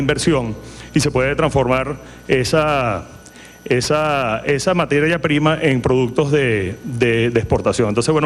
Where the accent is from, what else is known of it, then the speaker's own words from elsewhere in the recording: Venezuela; esa es la gran invitación que tenemos ahorita como venezolanos para transformar materia prima en valor agregado para exportación.